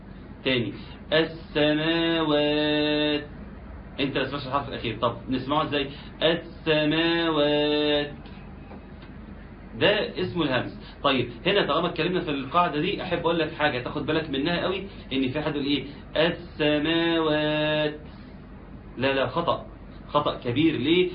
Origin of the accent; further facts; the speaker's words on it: Egypt; يعني عندنا في مصر